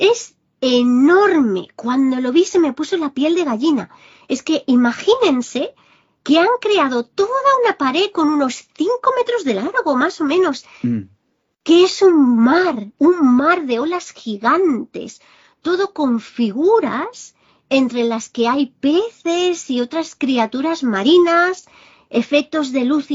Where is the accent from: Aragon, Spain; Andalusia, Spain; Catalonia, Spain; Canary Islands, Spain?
Catalonia, Spain; Barcelona; Barcelona, mi tierra natal.